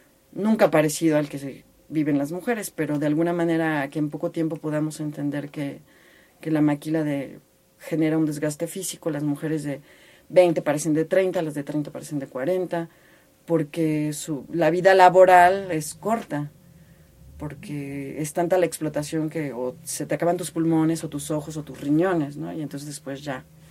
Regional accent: Tehuacán, Puebla, Mexico; Soy de Tehuacán, en el estado de Puebla, en lo que es la Mixteca Poblana.

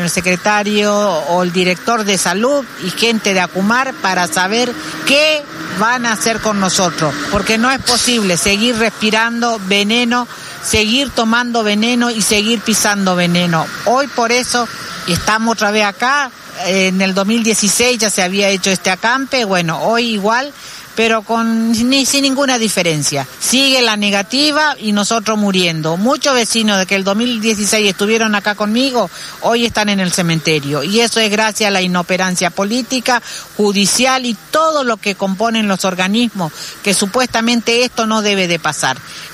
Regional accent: La Matanza, Buenos Aires Province, Argentina; nosotros somos matanceros, somos vecinos de Virrey del Pino y estamos padeciendo la contaminación de una multinacional

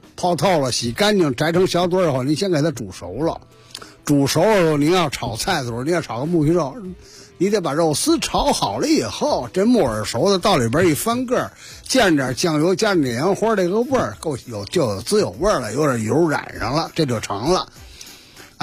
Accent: Beijing, China; 这我们北京人的好吃极了

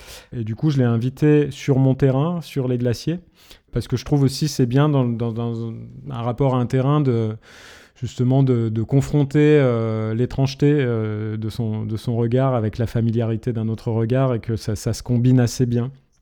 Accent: Grenoble, Auvergne-Rhône-Alpes, France; une manière de revenir habiter là où j'ai grandi, c'est-à-dire vers Grenoble et les montagnes qui sont autour.

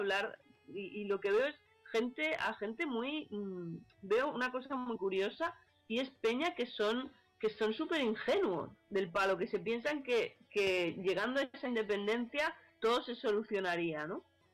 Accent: Catalonia, Spain; Y a mí me da mucha pena, por ejemplo, mi tierra, ¿no?, Cataluña

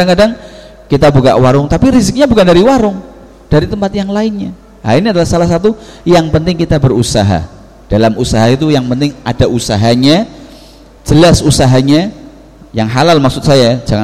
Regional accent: Java, Indonesia; salah dua daripada kesalahan kita orang Jawa mempercayai hal-hal seperti itu

